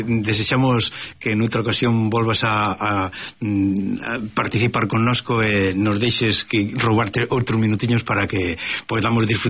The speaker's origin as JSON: {"language": "Galician", "region": "Galicia", "country": "Spain", "said": "que destaca precisamente que nos honra como galegos, non?"}